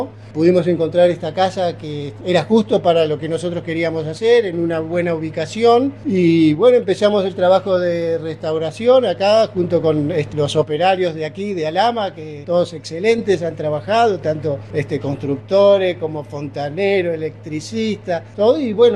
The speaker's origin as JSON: {"language": "Spanish", "region": "Buenos Aires", "country": "Argentina", "tie": "born there", "said": "Nacido en Argentina. Yo en Buenos Aires"}